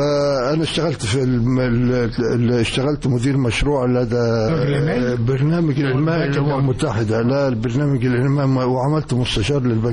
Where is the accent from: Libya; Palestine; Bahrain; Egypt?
Egypt; Asyut, Asyut Governorate; احنا اسره مصريه بسيطه متوسطه الحال، فكان وجود الجامعه في حد ذاته في مدينة أسيوط ونحن من المقيمين في مدينة أسيوط